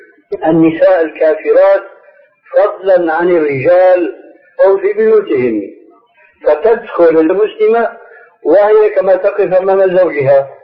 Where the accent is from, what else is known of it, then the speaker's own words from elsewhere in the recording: Syria; moved away as an adult; لأني حديث عهد بهذه البلاد، لكن عندنا في سوريا